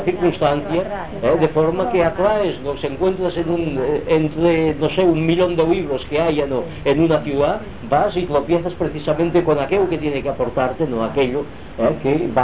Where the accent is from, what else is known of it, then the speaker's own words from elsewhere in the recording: Girona, Catalonia, Spain; es de mi pueblo, de Gerona